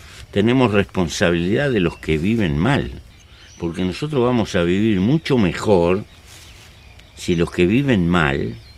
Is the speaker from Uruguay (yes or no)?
yes; Uruguay; Ahora hay 150.000 en mi país. Pero metimos mucha gente presa, gastamos mucha plata en represión. Conseguimos varios cargamentos confiscar de marihuana, etcétera, etcétera. Pero esto no le pasó al Uruguay.